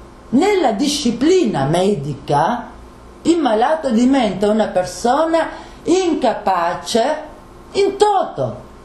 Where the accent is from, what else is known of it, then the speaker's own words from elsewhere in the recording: Bologna, Emilia-Romagna, Italy; Guardi, io vengo da Bologna, queste cose di Faenza ne ho sentite a bizzeffa